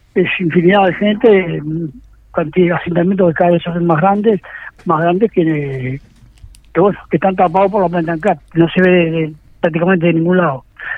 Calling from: Montevideo, Uruguay; Bien, somos de La Tablada.

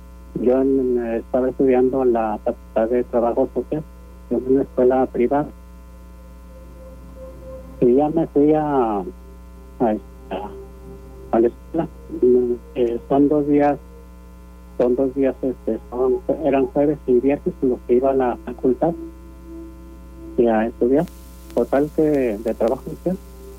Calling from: Guadalupe, Nuevo León, Mexico; De Guadalupe, Nuevo León.

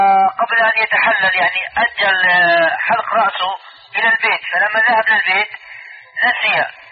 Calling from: Mecca, Makkah Province, Saudi Arabia; أنا بكلمك يعني من مكة

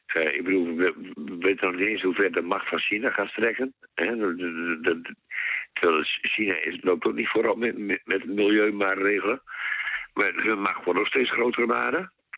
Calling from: Groningen, Netherlands; Ik kom uit Oost-Groningen. Nou, een heel mooi stukje schoon Nederland.

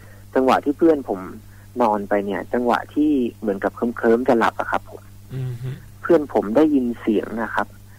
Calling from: Phrae, Thailand; โทรมาจากจังหวัดแพร่ครับผม

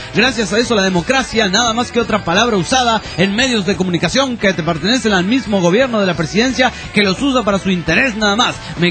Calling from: Hartford, Connecticut, United States; de Hartford, Conne

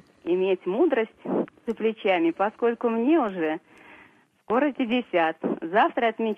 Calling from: Krasnogorsk, Moscow Oblast, Russia; Я вам звоню из Красногорска.

